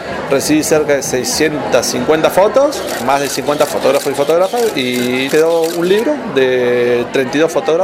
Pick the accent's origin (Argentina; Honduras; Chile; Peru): Argentina; Bariloche, Río Negro; soy de acá de Bariloche